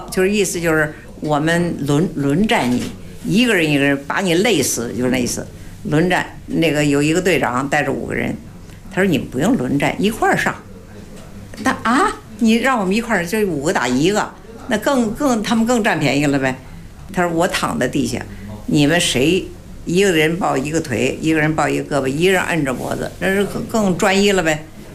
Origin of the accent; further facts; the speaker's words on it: Baoding, Hebei, China; 因为我们是保定人嘛，也得算属于保定府管。